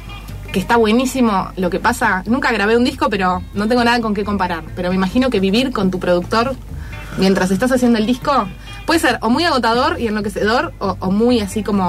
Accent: Montevideo, Uruguay; moved away as an adult; now in Castelar, Argentina; Vengo de Montevideo.

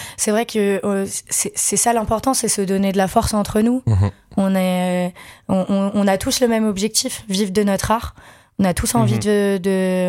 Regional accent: Grand Est, France; Ouais, je viens des Vosges de base.

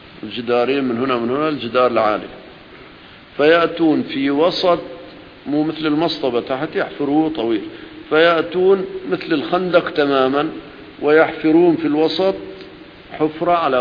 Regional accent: Syria; الأرض الهشة عندنا في سوريا بعض أراضي رملية

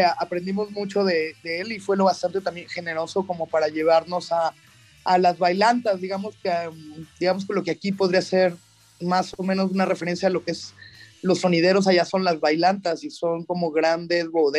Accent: Veracruz, Mexico; pues yo soy de Veracruz, entonces cuando llegué aquí a la ciudad

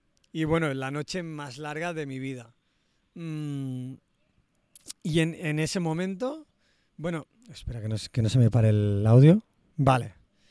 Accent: Barcelona, Catalonia, Spain; yo también soy de Barcelona

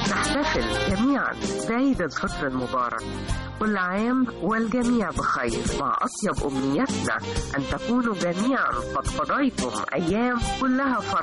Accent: Egypt; وهي من أشهر العادات لنا كمصريين

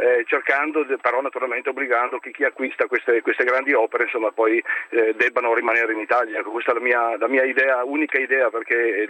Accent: Switzerland; now in Verona, Italy; Sono svizzero e vivo parzialmente a Verona.

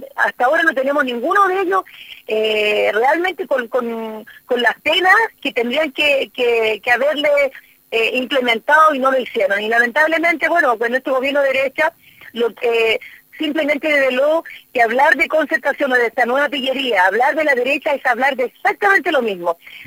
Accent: Chile; partido que fue cómplice también de la tremenda masacre que hubo en mi país

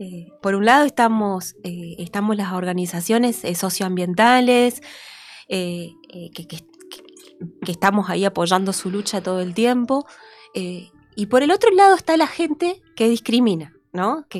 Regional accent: Posadas, Misiones, Argentina; born there; En Posadas.

